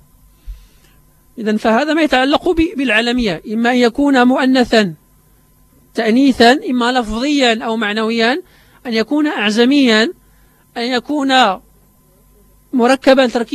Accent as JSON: {"language": "Arabic", "country": "Morocco"}